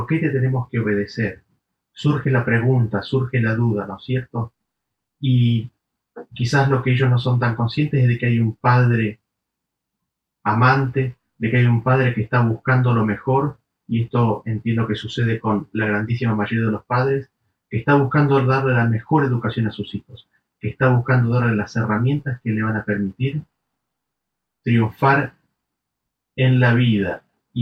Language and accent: Spanish; Argentina; Estaba viviendo en el exterior, volví a mi país de origen, Argentina